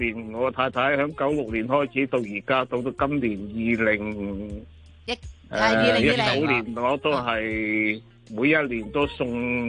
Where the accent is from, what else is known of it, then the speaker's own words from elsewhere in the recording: United Kingdom; also born or lived in China; now in Hong Kong; 咁我四岁咧就去咗英国。